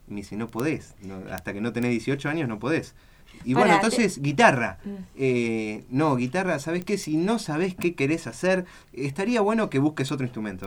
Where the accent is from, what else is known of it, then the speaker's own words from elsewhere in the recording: Argentina; Argentino, sí. Nací en el hospital italiano.